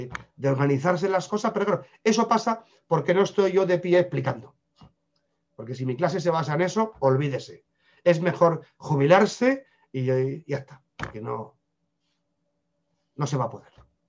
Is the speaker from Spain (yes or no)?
yes; Spain; Pasa que soy español, somos regañones.